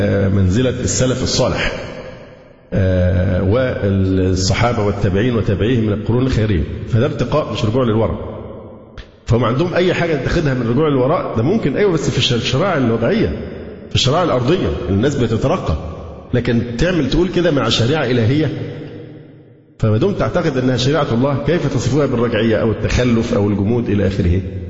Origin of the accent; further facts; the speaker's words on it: Alexandria, Alexandria Governorate, Egypt; لأن أنا فعلا سكندري